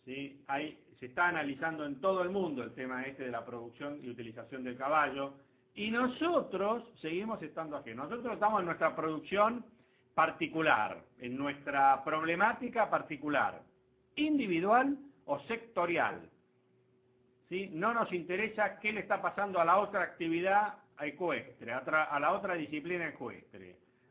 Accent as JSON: {"language": "Spanish", "country": "Argentina", "said": "porque somos argentinos no podemos hacer las cosas mejor que los demás o no podemos hacer las cosas bien"}